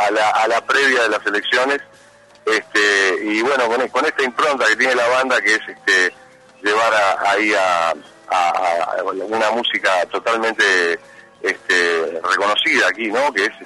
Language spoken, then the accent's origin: Spanish; Uruguay; es música rioplatense, la composición de los temas son míos, soy uruguayo